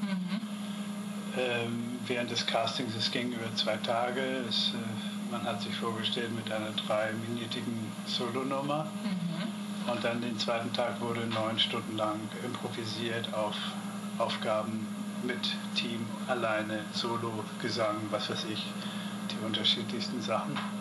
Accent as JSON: {"language": "German", "region": "Hamburg", "country": "Germany", "lives_now": "Las Vegas, United States"}